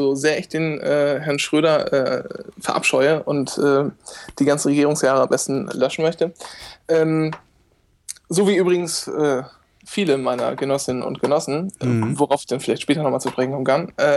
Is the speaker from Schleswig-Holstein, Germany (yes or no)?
no; Lower Saxony, Germany; ich komme aus Ostfriesland, muss ich dazu sagen